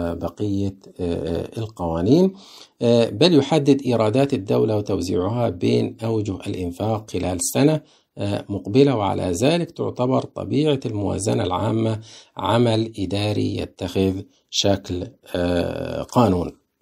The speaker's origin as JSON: {"language": "Arabic", "country": "Egypt", "said": "طيب احنا عندنا في مصر ايه اللي بيتم؟"}